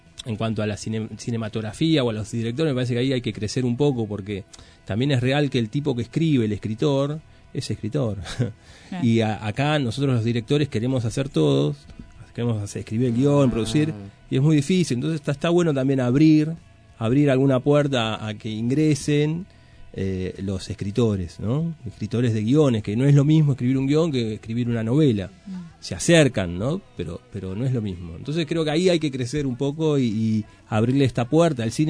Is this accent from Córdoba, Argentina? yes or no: no; Moreno, Buenos Aires Province, Argentina; Yo creo que tiene que ver con mi origen del Gran Buenos Aires. Yo soy de Moreno, hace 20 años que vivo en el centro, pero digo, mi origen cultural está acá.